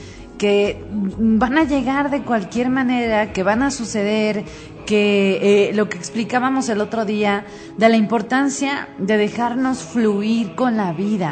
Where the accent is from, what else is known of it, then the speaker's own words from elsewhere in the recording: Mexico; todos los que somos mexicanos entendemos la muerte